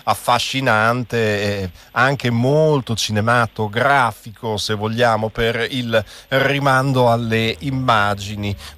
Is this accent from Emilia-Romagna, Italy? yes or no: yes; Bologna, Emilia-Romagna, Italy; io sono bolognese, esatto.